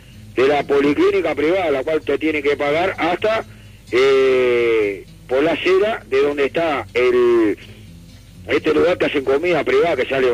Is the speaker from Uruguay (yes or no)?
yes; Uruguay; Como soy uruguayo, no ve nada.